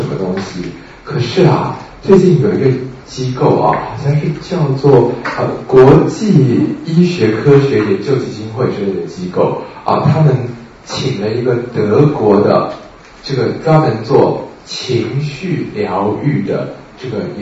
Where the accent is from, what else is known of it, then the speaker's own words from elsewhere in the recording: Taiwan; 我发现我们台湾人有一个很基本的东西很麻烦